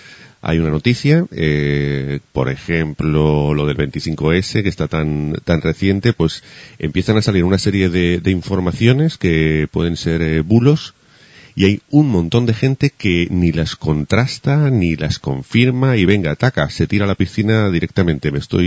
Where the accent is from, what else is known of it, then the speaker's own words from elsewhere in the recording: Huesca, Aragon, Spain; born there; yo nací en Huesca, en una calle, calle La Palma número 7